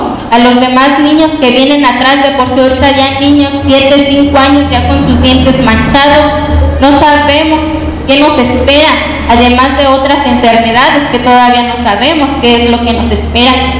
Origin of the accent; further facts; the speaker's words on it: San Diego de la Unión, Guanajuato, Mexico; vengo del municipio de San Diego de la Unión.